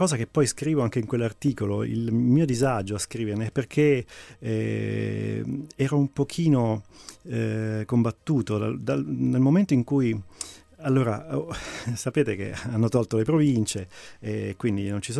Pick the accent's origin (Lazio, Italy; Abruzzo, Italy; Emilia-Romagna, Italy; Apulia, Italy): Abruzzo, Italy; perché è la mia terra, perché sono legato all'Abruzzo